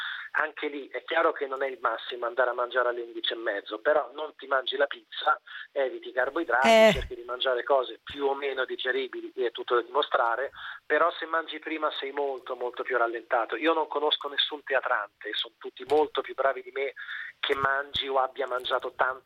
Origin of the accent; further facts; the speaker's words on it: Tuscany, Italy; Io non amavo granché la carne, anche se sono toscano